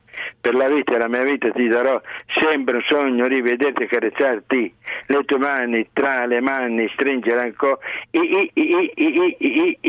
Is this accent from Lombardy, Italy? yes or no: no; Campobasso, Molise, Italy; born there; io sono nato a Campobasso, Molise.